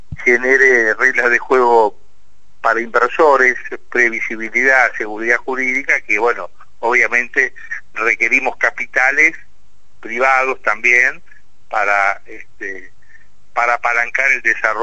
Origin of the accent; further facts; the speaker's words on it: Santa Fe, Argentina; y los que más en mora estamos, somos los santafesinos, que somos una ciudad de tradición administrativa.